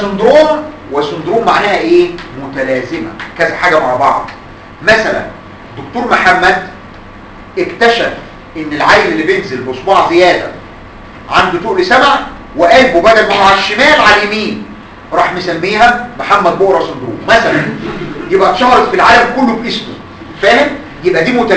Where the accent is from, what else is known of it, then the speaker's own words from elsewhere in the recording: Egypt; الا ان عندنا في مصر ناس عندهم اشرس بس مش كومن